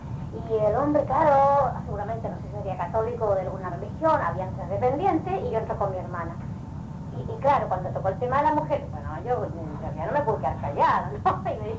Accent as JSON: {"language": "Spanish", "region": "Balearic Islands", "country": "Spain", "said": "yo vengo de Mallorca, de una isla, de España, y ya me voy en 2 días más"}